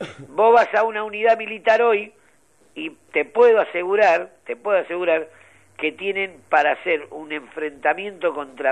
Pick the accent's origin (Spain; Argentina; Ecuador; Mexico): Argentina; como cualquier argentino, hemos trabajado